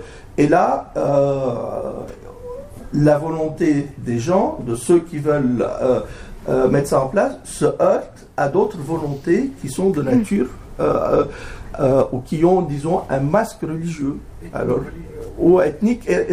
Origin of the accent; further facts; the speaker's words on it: Lebanon; en tant que Libanais, j'ai pas vraiment senti la douceur de ce printemps depuis que je suis né, d'ailleurs.